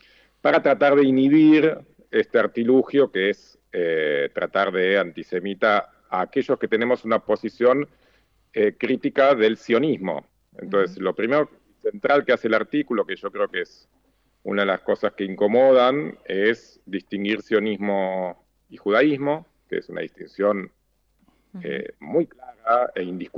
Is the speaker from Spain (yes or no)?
no; Argentina; also born or lived in Israel; yo soy judío y además soy israelí, nací en Israel hace 44 años, viví mi primera infancia ahí, después volví con mis padres a Argentina, mis padres son argentinos